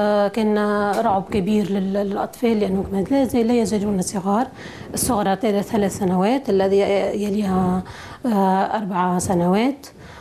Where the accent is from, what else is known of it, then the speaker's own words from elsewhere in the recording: Bizerte, Bizerte Governorate, Tunisia; هناك سجن يقرب عن بلدتنا بنزرة شمال تونس 20 كيلومتر.